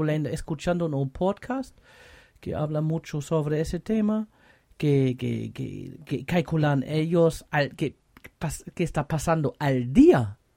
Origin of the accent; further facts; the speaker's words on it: Germany; Spanish is a second language; Y yo, claro, porque soy alemán, estoy mirando, claro, la noticia alemana